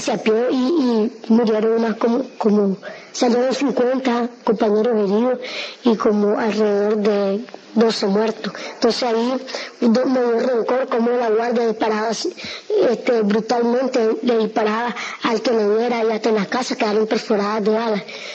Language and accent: Spanish; Masaya, Nicaragua; De Masaya.